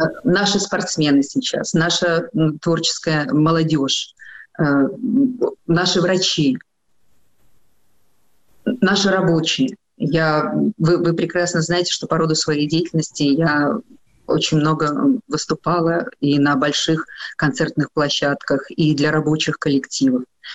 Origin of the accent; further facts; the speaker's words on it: Belarus; born there; Я родилась в Белоруссии. Я родилась вообще в Советском Союзе. Мы все жили в одной большой, красивой, дружной стране.